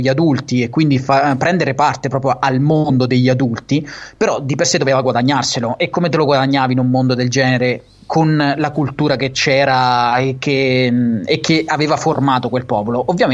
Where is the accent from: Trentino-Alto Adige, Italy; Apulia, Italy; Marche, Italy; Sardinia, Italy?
Marche, Italy; accent: Marchigiano; io te parlo in marchigiano perché so, perché io so de Fermo, porca puttana. Cioè io vivo a Fermo, so de, so de Montefargo Appennino io